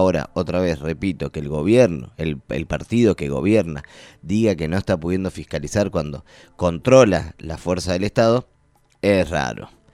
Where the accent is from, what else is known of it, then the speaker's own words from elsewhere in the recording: Argentina; No vale decir cualquier cosa para conseguir un voto, no somos así los argentinos.